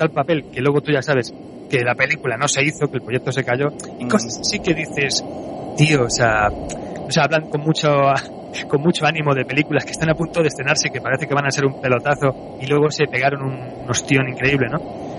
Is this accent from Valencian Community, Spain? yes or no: no; Madrid, Community of Madrid, Spain; Yo soy de Madrid